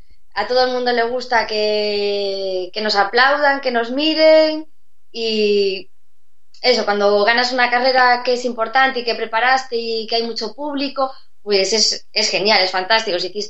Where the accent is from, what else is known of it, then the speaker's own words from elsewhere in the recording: Santiago de Compostela, Galicia, Spain; es otra de las ciudades grandes de Galicia, yo soy de Santiago.